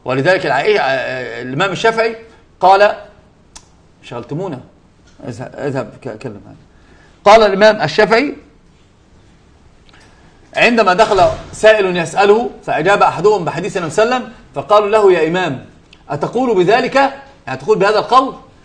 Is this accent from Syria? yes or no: no; Egypt; يعني ده اسمه العوجان عندنا في مصر بيتعوج فبيتعوج